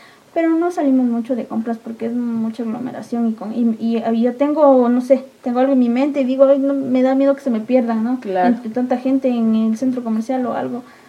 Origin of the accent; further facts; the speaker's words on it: Cayambe, Pichincha, Ecuador; a mí siempre me ha gustado decir que soy de Cayambe, de donde mi mami es.